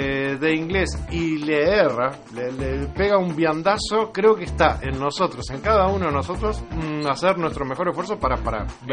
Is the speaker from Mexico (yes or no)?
no; Uruguay; ¿Cómo podemos hacer nosotros como uruguayos para hacer reconsiderar a esta minera?